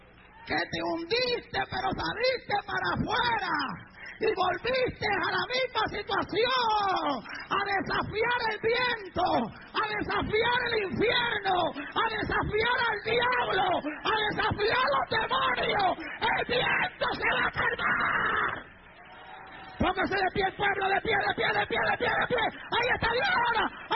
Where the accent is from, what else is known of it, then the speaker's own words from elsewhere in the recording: Puerto Rico; Yo me crié en Puerto Rico. Es una isla.